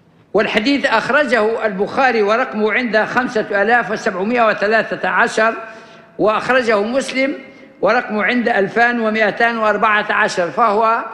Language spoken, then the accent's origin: Arabic; Libya; accent: Libyan; وهذا اللفظ معروف حتى في لهجتنا الليبية